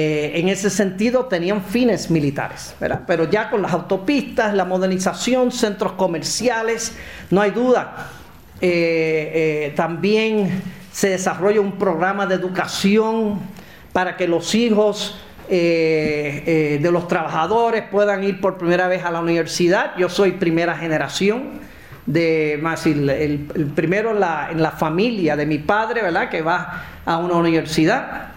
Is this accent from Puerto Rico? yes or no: yes; San Germán, Puerto Rico; que pasa cerca de mi pueblo, mi ciudad de San Germán